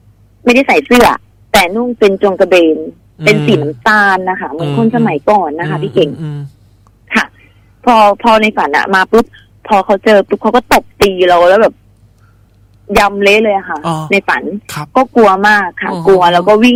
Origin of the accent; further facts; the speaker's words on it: Ubon Ratchathani, Thailand; ที่อุบลค่ะ